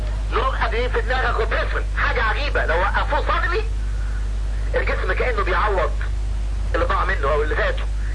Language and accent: Arabic; Syria; انا سوري بقول يعني